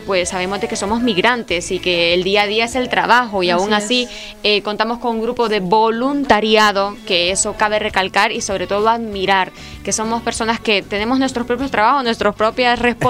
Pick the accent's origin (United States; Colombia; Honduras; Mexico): Honduras; now in Spain; nosotros como comunidad hondureña en España